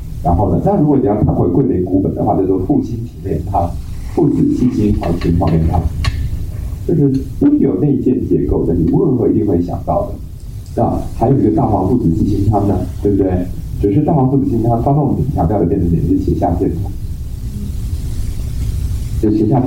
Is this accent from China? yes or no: no; Taiwan; 可是我们台湾有一种病叫做冷气病，因为我们台湾人呢、啊、天气热，热带气候嘛